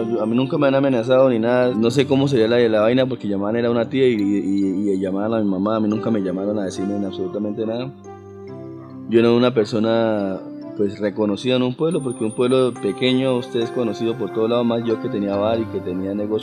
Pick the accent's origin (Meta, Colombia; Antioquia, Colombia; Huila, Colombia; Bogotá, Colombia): Meta, Colombia; San Martín; Mi pueblito, pues allá teníamos la casa de mi mamá, la casa materna con la que crecimos. Es un pueblo caliente, muy chévere para vivir